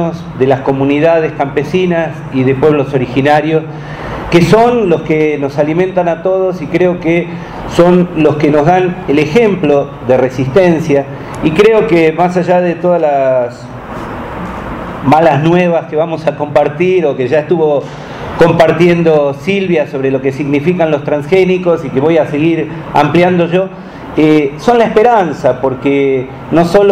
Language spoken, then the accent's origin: Spanish; Marcos Paz, Buenos Aires Province, Argentina